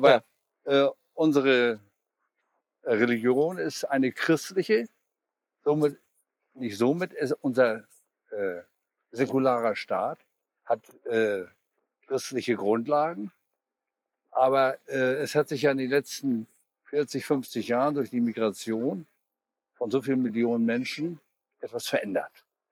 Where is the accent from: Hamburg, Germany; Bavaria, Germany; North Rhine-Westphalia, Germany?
Hamburg, Germany; wie wir als Hamburger mit den Feiertagen